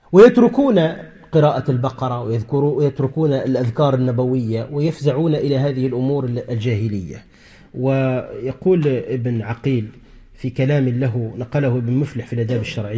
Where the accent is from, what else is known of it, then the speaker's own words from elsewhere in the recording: Tunisia; مثلا عندنا في تونس في بعض الأرياف